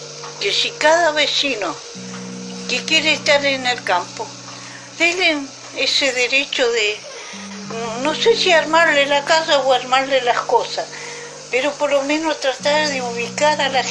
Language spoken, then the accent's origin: Spanish; Lago Rosario, Chubut, Argentina; born there; yo vengo del Lago Rosario, Chubut. Ahí nací. Y perdí todo yo. Ahora estoy aquí.